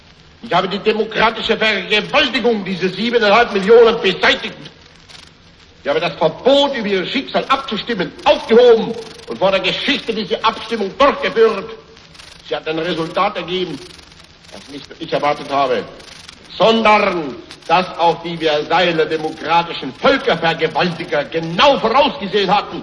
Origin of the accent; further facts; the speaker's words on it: Austria; now in Germany; meine Heimat und mein deutsches Volk, der Ostmark, an das Reich